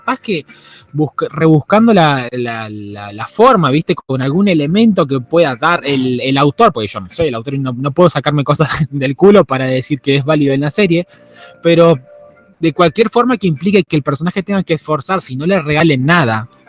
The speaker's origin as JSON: {"language": "Spanish", "country": "Argentina", "tie": "born or raised there", "said": "Lamentablemente sí, soy argentino porque nací, crecí, creo que voy a morir en este país"}